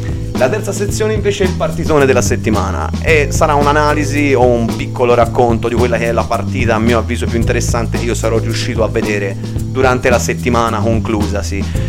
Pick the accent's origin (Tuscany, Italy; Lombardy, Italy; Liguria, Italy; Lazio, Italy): Tuscany, Italy; accent: Tuscan; perdonate il mio dialetto, io sono toscano, tante parole saranno pronunciate alla toscana, non proverò a modificarmi perché perderei di naturalezza